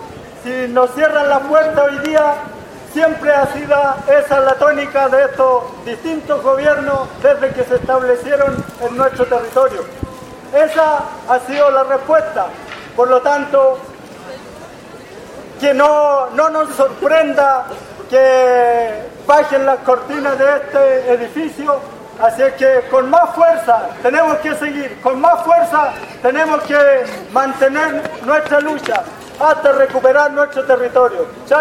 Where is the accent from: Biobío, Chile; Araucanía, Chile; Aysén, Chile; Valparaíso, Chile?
Araucanía, Chile; Somos de comunidades de Coyipulli, de Malleco, y venimos a solidarizar